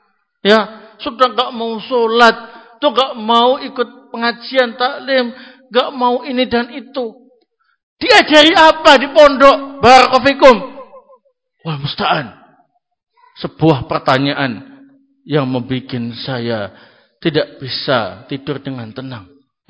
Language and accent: Indonesian; East Java, Indonesia; Saya orang Jawa Timuran, ngomongnya apa adanya saja, ya.